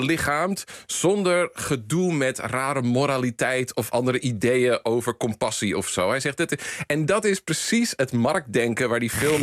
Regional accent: Netherlands; ga ik even on the record als Nederlandse, een Nederlands-Amerikaanse filmwetenschapper.

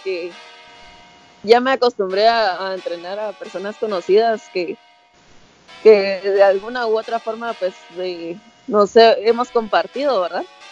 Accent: Guatemala City, Guatemala Department, Guatemala; Soy de Guatemala, vivo en Guatemala y crecí en Guatemala, en la ciudad.

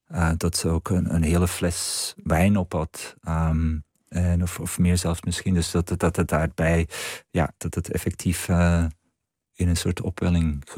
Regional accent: Flanders, Belgium; accent: Antwerp dialect; ik ga dat deels in het Antwerps doen. En toen ik dat dan gedeeltelijk in mijn dialect schreef, dan stroomde het er allemaal uit.

